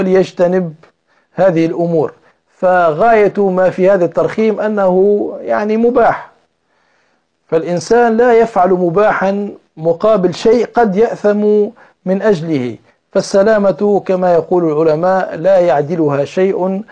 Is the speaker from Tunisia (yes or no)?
yes; Tunisia; أو عندنا في تونس التربيج لأسماء الله